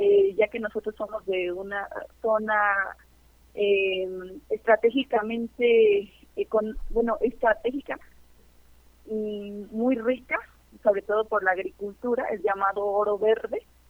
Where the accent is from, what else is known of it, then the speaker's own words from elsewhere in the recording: Michoacán, Mexico; Nosotros somos desplazados de un poblado del municipio de Uruapan, Michoacán, una zona aguacatera